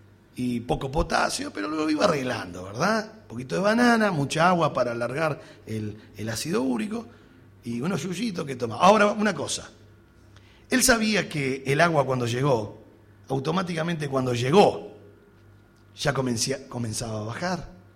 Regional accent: Uruguay; como uruguayo que soy y racionalista que somos, somos pensadores.

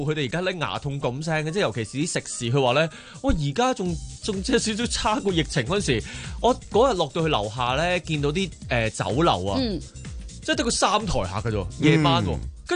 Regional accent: Hong Kong

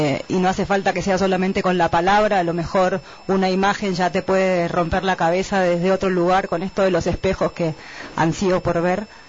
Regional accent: Mendoza, Argentina; vengo desde Mendoza.

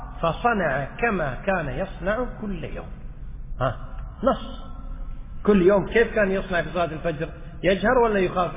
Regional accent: Kuwait; مثل ما احنا عندنا في الكويت والله الحمد، جميع الصلوات تصلى في أول الأوقات

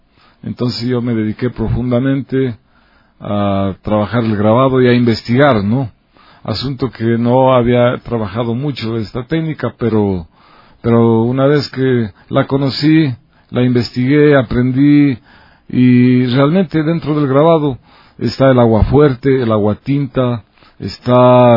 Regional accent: Ibarra, Imbabura, Ecuador; Realmente yo vengo de la provincia de Imbabura. Soy originario de Ibarra

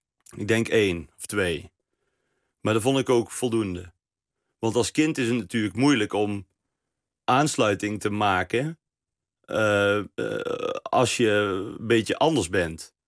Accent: Best, North Brabant, Netherlands; Ik kwam uit Best, hè?

